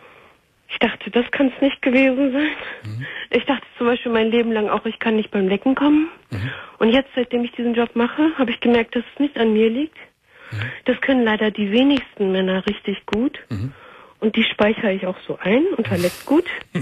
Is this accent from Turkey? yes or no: yes; Turkey; Also ich bin eine Türkin.